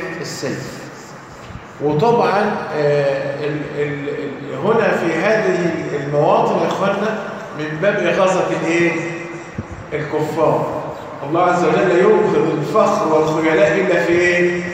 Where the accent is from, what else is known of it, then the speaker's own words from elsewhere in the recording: Egypt; والخوزة اللي عارفين إحنا كمصريين الخوزة، لكن هو عشان مش مصري